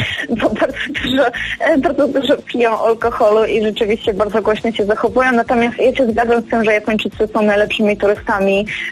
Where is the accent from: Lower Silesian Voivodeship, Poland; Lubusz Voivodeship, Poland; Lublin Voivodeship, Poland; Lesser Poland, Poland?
Lesser Poland, Poland; Kraków; ponieważ ja jestem z Krakowa